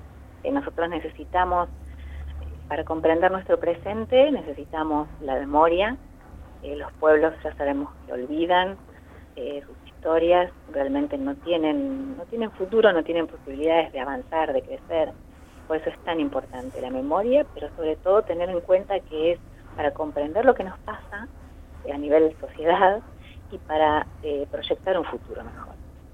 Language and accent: Spanish; Argentina; tenemos que valorarnos como argentinos